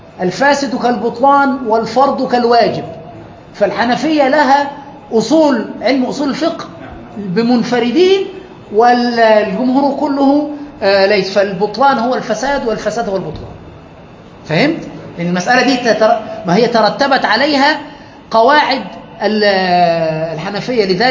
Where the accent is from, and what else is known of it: Egypt